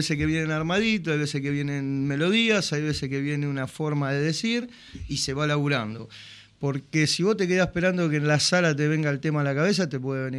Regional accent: Buenos Aires, Argentina; somos en principio de La Loma, de ahí de 21 y 40, de 20 y 34, de esa zona, Plaza Escuénaga, Plaza Güemes

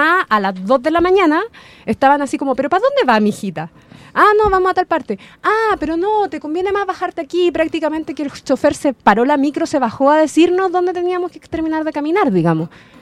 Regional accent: Chile; igual como a mí me pasa de que yo soy chilena

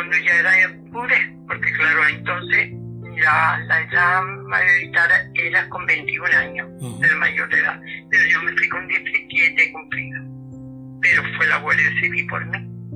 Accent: Arcos de la Frontera, Andalusia, Spain; En Arco, en mi pueblo, en Arco de la Frontera, donde hoy tengo calle y donde hoy soy una mujer muy respetada y muy querida.

